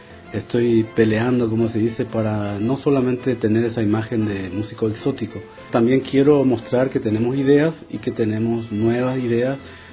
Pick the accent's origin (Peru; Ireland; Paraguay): Paraguay; Es una misión nuestra ya como paraguayos, lógicamente.